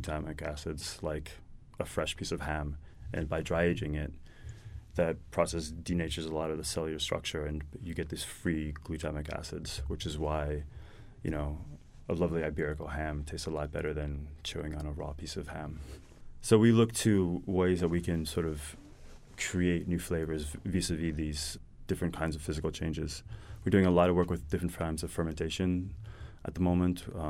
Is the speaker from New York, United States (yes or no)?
yes; New York, United States; Although I grew up in New York, my grandfather is Norwegian